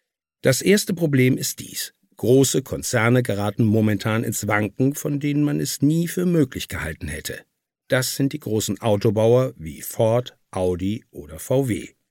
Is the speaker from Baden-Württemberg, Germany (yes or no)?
no; Cologne, North Rhine-Westphalia, Germany; Ich will das am Beispiel meiner Heimatstadt Köln erzählen.